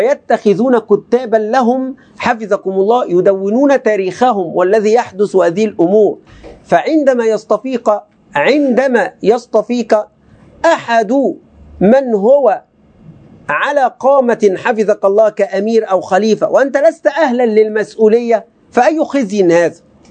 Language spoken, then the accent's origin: Arabic; Egypt; كلمة بقى يعني كمصريين وعوام ملازمة